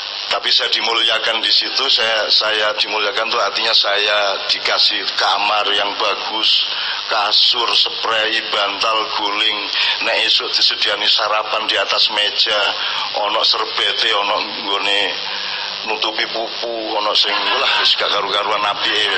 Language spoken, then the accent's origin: Indonesian; Jombang, East Java, Indonesia; also born or lived in Ponorogo; Kampung dan rumah pertama saya adalah Menturo Sumomito Jombang.